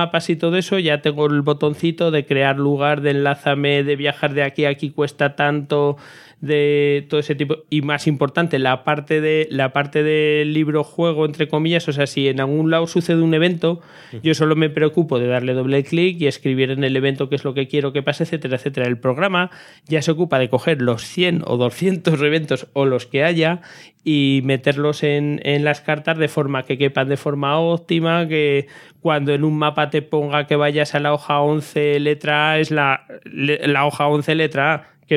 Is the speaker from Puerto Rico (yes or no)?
no; Aragon, Spain; Debe ser que como soy de Aragón